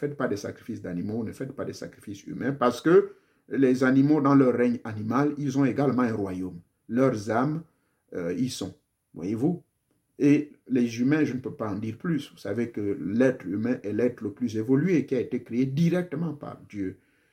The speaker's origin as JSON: {"language": "French", "country": "Gabon", "said": "chez moi au Gabon"}